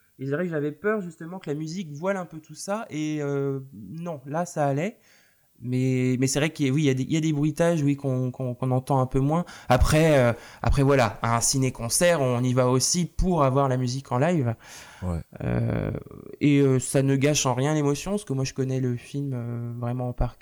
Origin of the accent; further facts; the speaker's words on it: Nantes, Pays de la Loire, France; Je sais que par exemple chez moi à Nantes, il y a un ciné-concert